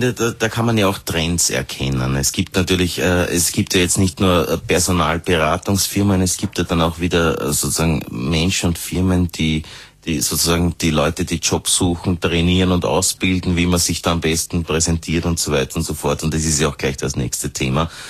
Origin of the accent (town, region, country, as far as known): Austria